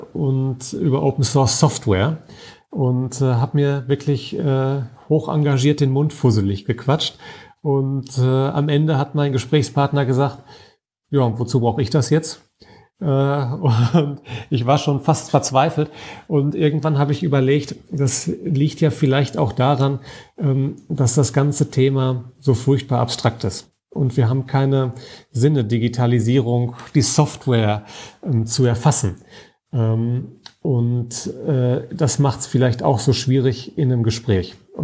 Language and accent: German; Dortmund, North Rhine-Westphalia, Germany; Ich komme ja aus Dortmund, ich bin auch ein absolutes Stadtkind.